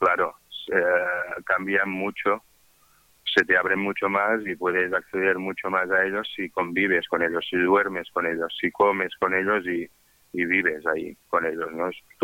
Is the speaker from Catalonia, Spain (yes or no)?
yes; Vic, Catalonia, Spain; yo empecé con un trabajo en mi pueblo, en Vic